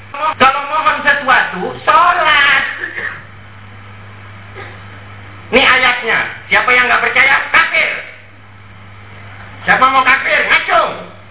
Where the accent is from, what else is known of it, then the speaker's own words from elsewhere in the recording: Pandaan, East Java, Indonesia; Saya orang Pandaan … itu orang Japanan, Pak. Sama-sama kecamatan, jaraknya cuma 1 kilo saja. Sama-sama Kabupaten Pasuruan.